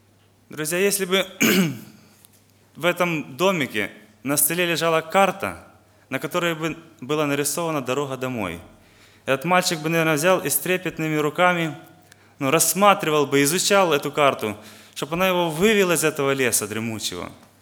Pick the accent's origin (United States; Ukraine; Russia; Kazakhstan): Ukraine; Western Ukraine; я из Западной Украины, из церкви города Ровно.